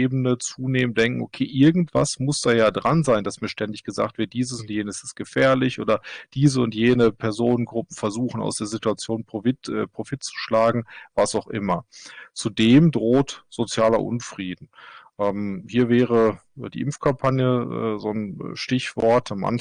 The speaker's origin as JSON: {"language": "German", "country": "Germany", "lives_now": "Norway", "said": "Ich bin Deutscher, arbeite allerdings in Norwegen."}